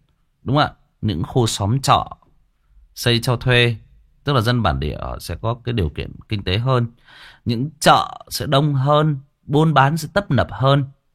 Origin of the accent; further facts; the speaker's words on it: Hưng Yên, Vietnam; Quê tôi cũng Hưng Yên bạn ơi. Quê tôi cũng Hưng Yên.